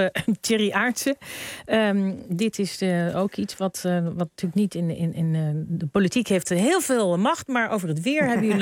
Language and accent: Dutch; Netherlands; als reislustige volk. Want dat zijn wij Nederlanders, dat weten we.